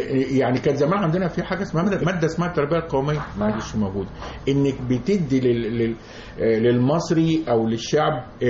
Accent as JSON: {"language": "Arabic", "town": "Port Said", "region": "Port Said Governorate", "country": "Egypt", "said": "وانا بورسعيدي الناس فرحانه بورسعيد"}